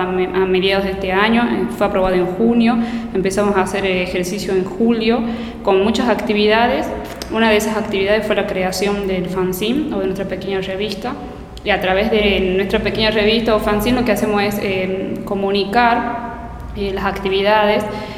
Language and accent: Spanish; San Fernando del Valle de Catamarca, Catamarca, Argentina; yo, por ejemplo, nací en Catamarca, viví toda mi vida en Catamarca capital